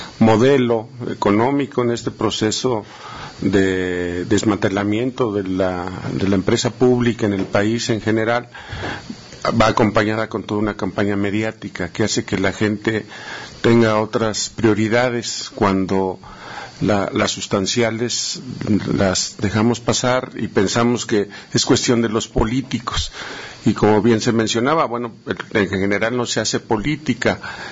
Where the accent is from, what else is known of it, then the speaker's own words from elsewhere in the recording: Mexico; como trabajadores, como mexicanos, tenemos derecho, como ciudadanos, nuestro derecho a organizarnos